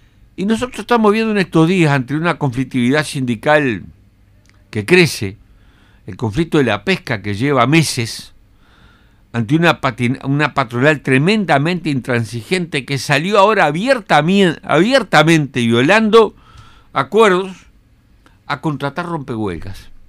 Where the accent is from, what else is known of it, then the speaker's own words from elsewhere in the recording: Uruguay; Que como uruguayos lo que estamos haciendo es exigirle al gobierno que tenga una actitud digna